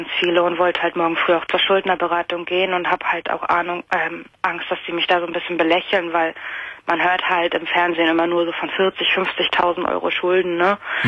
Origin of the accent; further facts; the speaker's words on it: Mecklenburg-Vorpommern, Germany; moved away as an adult; Ich bin halt damals fürs Erststudium nach Hamburg gegangen. Ich komme eigentlich aus Mecklenburg-Vorpommern.